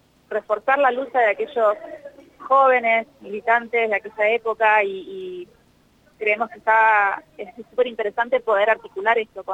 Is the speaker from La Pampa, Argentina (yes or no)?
yes; La Pampa, Argentina; estando yo acá en La Pampa, siempre soñé con poder hacer algo así en mi ciudad, de donde soy yo